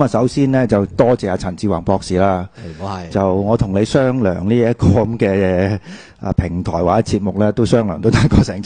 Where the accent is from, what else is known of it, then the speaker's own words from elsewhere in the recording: Hong Kong; 咁我哋香港我哋作為一個即係使用中文或者我哋使用廣東話作為母語嘅一個社區咧，